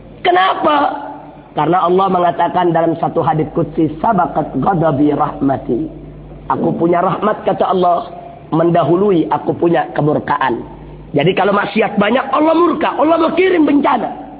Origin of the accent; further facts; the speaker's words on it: Java, Indonesia; kami dari Jawa, dari Indonesia datang untuk mengutip mayat orang Kedah